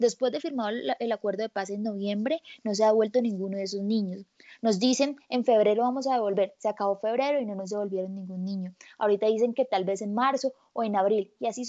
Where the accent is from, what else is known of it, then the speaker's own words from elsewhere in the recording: Colombia; un grupo de colombianos estamos convocando a salir a la calle